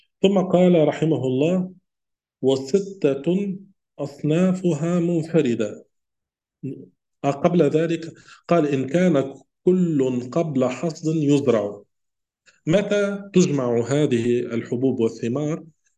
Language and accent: Arabic; Tunisia; يعني عندنا في تونس نقول هو الجلجلان.